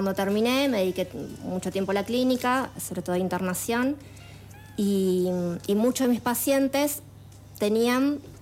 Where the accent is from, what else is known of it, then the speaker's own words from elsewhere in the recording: Morón, Buenos Aires Province, Argentina; yo soy de Buenos Aires, de zona oeste. De Morón, viví toda mi vida en Morón y hace un año y tres meses me mudé con mi familia acá, por estos lados.